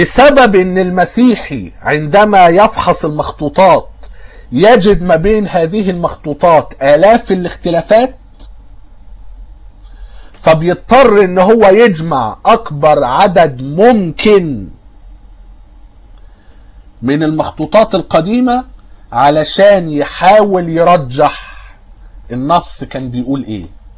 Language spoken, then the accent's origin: Arabic; Egypt; وكنت قلت ان عندنا في مصر